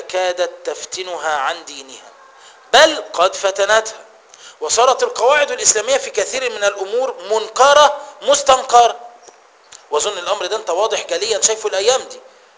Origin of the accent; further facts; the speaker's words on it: Egypt; إحنا بنطبق عندنا في مصر في الحكم وفي القضاء القانون الفرنسي